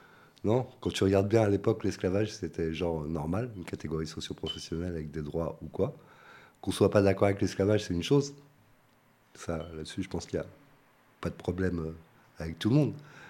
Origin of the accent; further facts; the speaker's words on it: Algeria; même en tant qu'Algérien, je sais pas, l'Algérie, c'est une fabrication française.